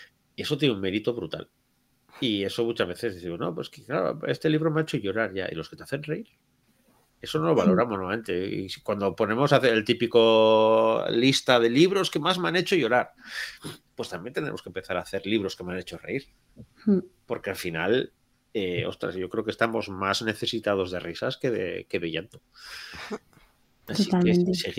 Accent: Basque Country, Spain; yo nunca he escrito humor, Ya os he dicho, soy vasco.

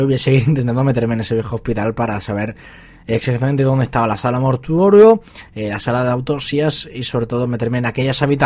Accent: Almería, Andalusia, Spain; estáis más que invitados a descubrir más misterios sobre mi tierra, sobre Almería

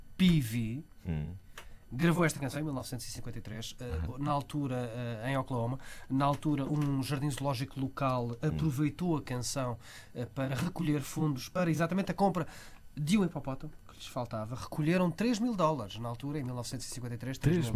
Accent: Portugal; pelo menos para nós que somos portugueses, tem duplo ou triplo sentido

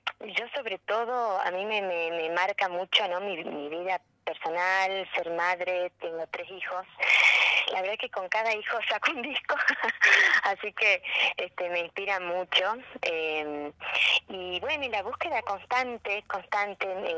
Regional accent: Argentina; El folclore es parte nuestro y, bueno, como argentinos también

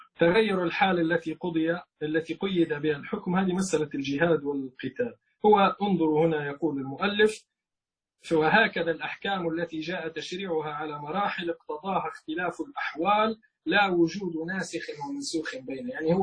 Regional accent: Libya; عندنا في ليبيا معركة يعني بين فصيل من التيار

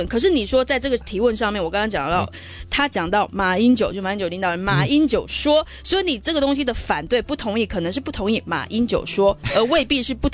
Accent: Taiwan; 可我会自己在心中我这么认为，其实我是台湾人，我是什么。

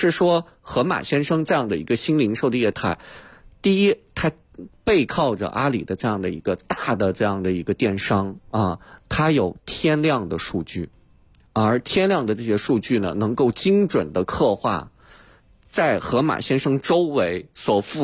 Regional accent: China; 我们发现我们中国人也是特别厉害

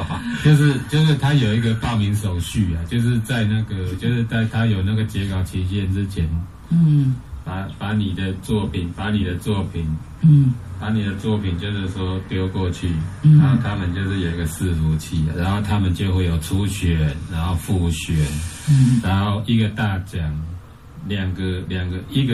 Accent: Taiwan; 跟他介绍说我是台湾来的这样。

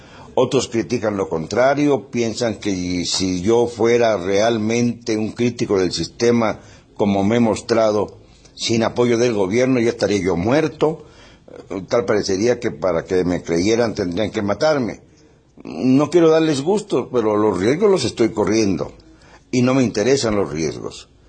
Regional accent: Mexico; Y yo soy mexicano y sigo esas costumbres.

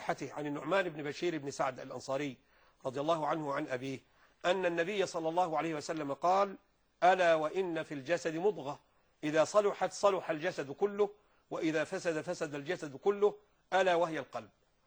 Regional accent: Egypt; يعني عندنا في مصر هنا

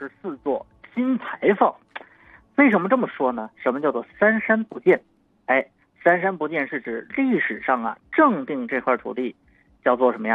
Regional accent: Hebei, China; 我们河北人呢就根据这个赵州桥的神话故事写了一首民歌啊

